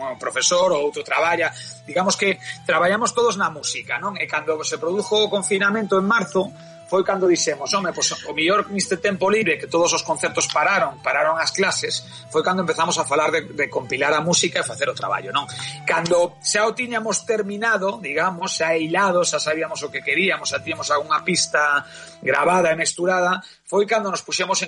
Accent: Galicia, Spain; da miña aldea, pero sí que é verdad que está nun sitio recóndito, nun sitio que non é de moito paso, como digo, non é un sitio que vai a unha cidade grande, é unha zona de Galicia que está aí no medio.

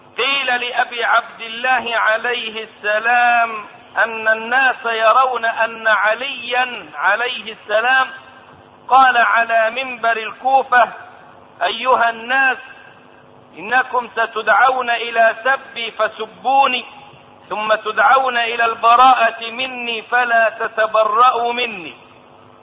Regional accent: Egypt; ومن قريب سمعت داعيتهم المزعوم عندنا في مصر

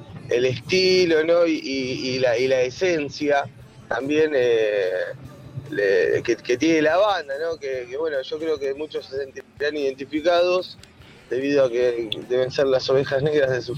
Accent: Mar Azul, Buenos Aires Province, Argentina; Bueno, nosotros somos oriundos de Villa Gesell, específicamente del pueblo de Mar Azul.

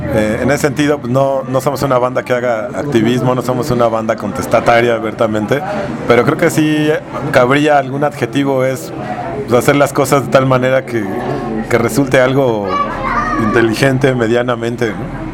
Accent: Iztapalapa, Mexico City, Mexico; Yo crecí en Iztapalapa con mi hermano, ahora vivo en la Agrícola Oriental, pero bueno, somos de Iztapalapa, mi primo de Tepito, ¿no?

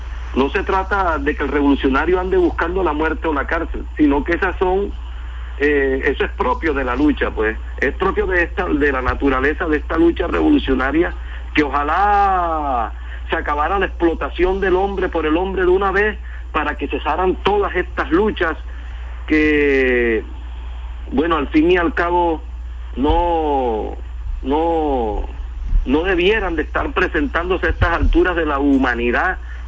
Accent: Turbaco, Bolívar, Colombia; Turbaco, que es el pueblo mío de mi nacimiento, pues, donde yo nací.

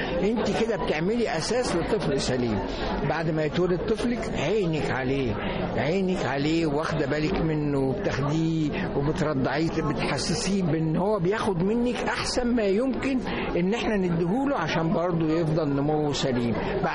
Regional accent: Egypt; دي مش موجوده عندنا في مصر

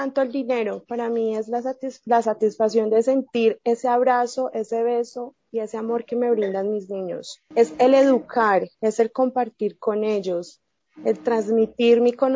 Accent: Medellín, Antioquia, Colombia; now in Bogotá, Colombia; Soy de Colombia, soy de Medellín, Colombia, pero estoy radicada en la ciudad de Bogotá.

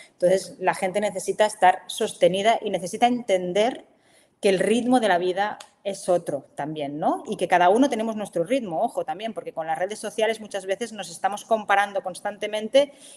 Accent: Barcelona, Catalonia, Spain; ella vivía en Barcelona, porque yo soy de Barcelona

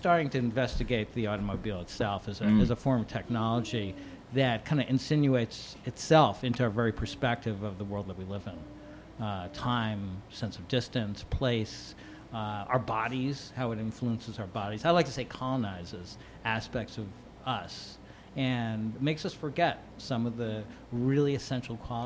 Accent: New York City, New York, United States; And so growing up in New York City, you know, I used to ride to school.

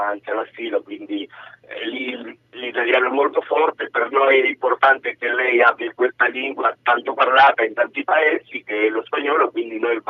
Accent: Argentina; Perché io sono argentino, quindi noi abbiamo tutti un po' antenati argentini

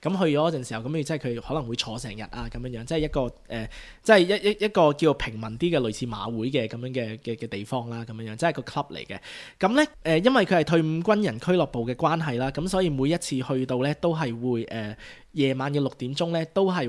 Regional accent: Australia; 喺西方國家咧，尤其是即係我喺度長大啦，即係我成日都講去 RSL 食布飛嘅，因為我哋喺澳洲係即係好興咧

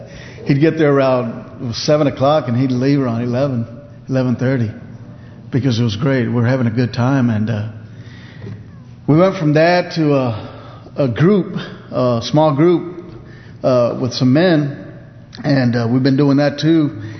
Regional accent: Texas, United States; I walked up, I'm from Texas, I went to Oklahoma.

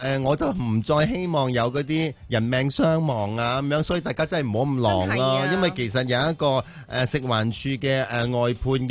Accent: Hong Kong; 都系我哋个香港人咧携手去啊帮帮呢个香港

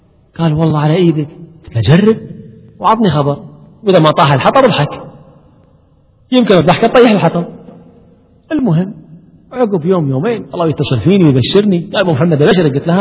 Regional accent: Kuwait; عندنا في الكويت ويتعامل دائما مع مدمنين مخدرات

